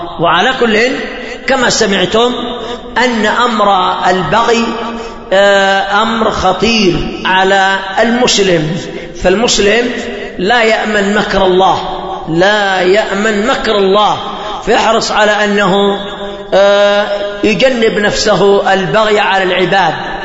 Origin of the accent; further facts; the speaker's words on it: Yemen; تكثر الفتن في بلادنا اليمنية